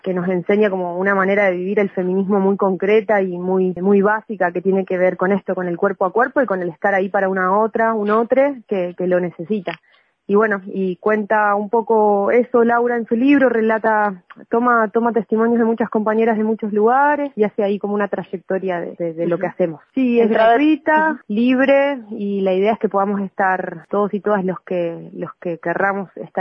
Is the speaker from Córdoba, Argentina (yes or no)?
no; Neuquén, Argentina; now in Bariloche, Argentina; yo soy de Neuquén originaria, pero vivo acá en Bariloche hace 9 años.